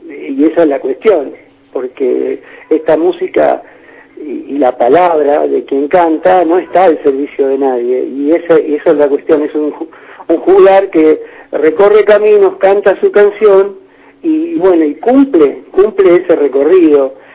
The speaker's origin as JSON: {"language": "Spanish", "region": "Buenos Aires", "country": "Argentina", "said": "En Buenos Aires, porque soy de Buenos Aires, y en la Argentina, porque soy argentino"}